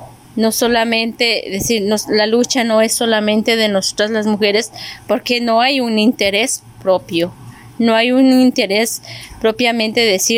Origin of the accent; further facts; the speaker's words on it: San Martín Sacatepéquez, Quetzaltenango, Guatemala; Yo soy originaria del pueblo de San Martín, Zacatepec, que es conocido como Chile Verde, Quetzaltenango, de Guatemala.